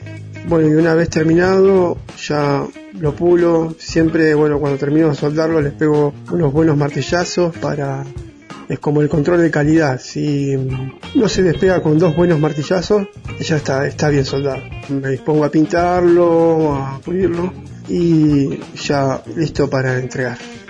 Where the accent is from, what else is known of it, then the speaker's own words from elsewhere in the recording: Ingeniero Jacobacci, Río Negro, Argentina; born there; now in Bariloche, Argentina; soy nacido en Ingeniero Jacobacci y hace años que vivo acá en Bariloche.